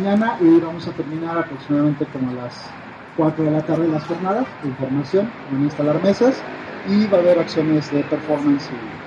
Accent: Hidalgo, Mexico; vengo del estado de Hidalgo

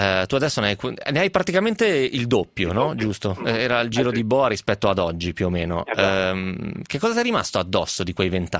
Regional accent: Piedmont, Italy; Dalle mie parti invece nel Novarese questa roba si usa praticamente sempre

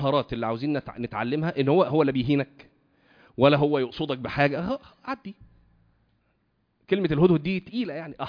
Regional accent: Cairo, Cairo Governorate, Egypt; انا من القاهره وتزوجت من اسكندريه برضو يعني ايه كان من حوالي 20 سنه

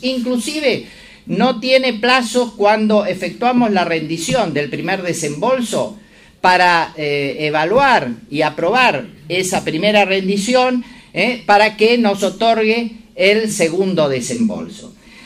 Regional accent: Río Negro, Argentina; Claro, yo soy de Río Negro, entonces hay que hacer 1000 kilómetros para presentarse personalmente.

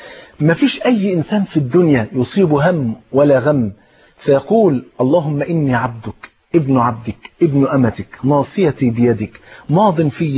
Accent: Egypt; أنا ملاحظ بعد الثورة إحنا إحنا إحنا نفسنا كمصريين نفرح بقى

